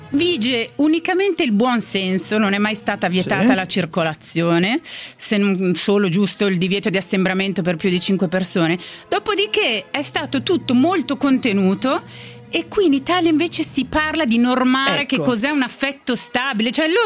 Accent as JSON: {"language": "Italian", "country": "Switzerland", "lives_now": "Milan, Italy", "said": "Sono a Milano, vabbè, Leo, sono a Milano per quanto vengo dalla Svizzera"}